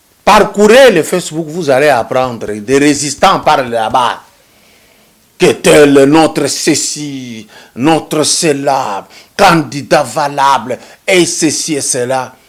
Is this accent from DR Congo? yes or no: yes; Katanga, DR Congo; Nous, on a grandi au Grand Katanga.